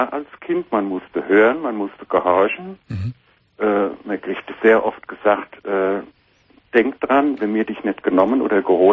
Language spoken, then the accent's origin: German; Germany; born there; Ja, ich bin ein Adoptivkind aus der DDR.